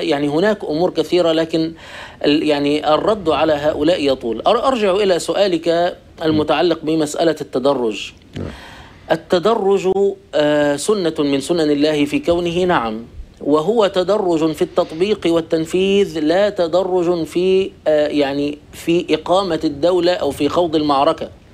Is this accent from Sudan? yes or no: no; Egypt; وقد ساد عندنا في مصر مثلا شعار ميدان التحرير موجود